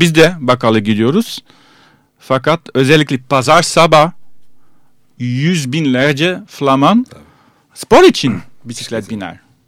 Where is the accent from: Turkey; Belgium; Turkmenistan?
Belgium; Antwerp, Flanders; Turkish is a second language; bir benim memleketim Antwerp'ten bir şarkıcı.